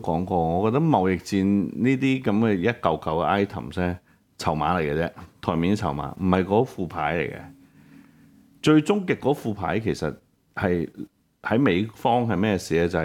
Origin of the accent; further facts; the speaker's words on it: Hong Kong; 喺我哋香港人嘅角度咧